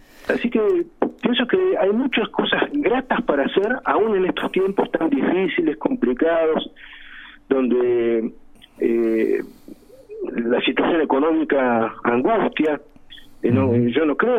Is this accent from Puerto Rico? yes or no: no; Argentina; hoy somos argentinos con un cóctel de genes y también de historias.